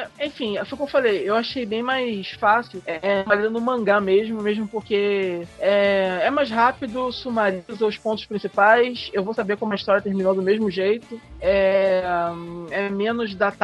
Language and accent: Portuguese; Brazil; Eu gostei muito de Sailor Moon quando eu assisti a primeira vez, quando eu era pequeno, passando na Manchete. Eu era muito fã, assim como todo outro brasileiro, né?